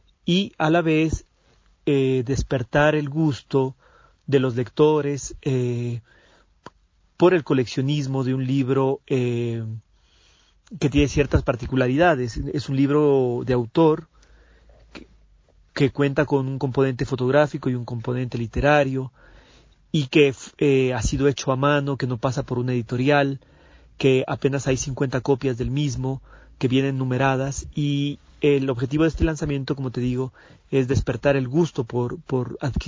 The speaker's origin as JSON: {"language": "Spanish", "town": "Quito", "region": "Pichincha", "country": "Ecuador", "said": "es muy representativa de lo que somos como quiteños"}